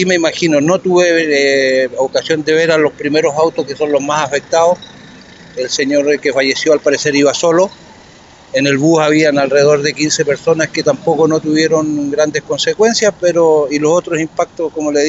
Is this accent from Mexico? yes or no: no; Osorno, Los Lagos, Chile; No, yo soy de Osorno.